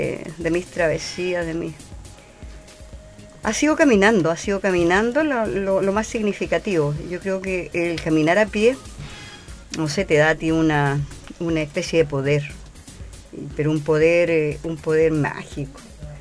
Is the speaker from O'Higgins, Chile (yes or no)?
yes; La Estrella, O'Higgins, Chile; ahí nacimos los 8 hermanos en La Estrella, mi tierra natal, vuelvo a reiterar.